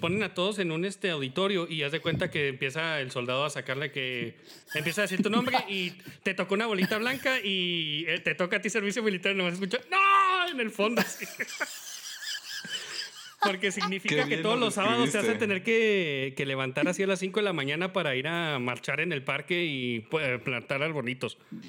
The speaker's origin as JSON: {"language": "Spanish", "region": "Mexico City", "country": "Mexico", "said": "Sí, todos. Yo soy chilango."}